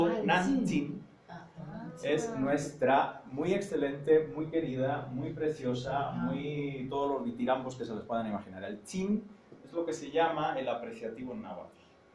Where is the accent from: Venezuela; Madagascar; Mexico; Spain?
Spain; Castile and León; accent: rural Castilian; Porque el mande forma parte de mi dialecto nativo de la Castilla rural.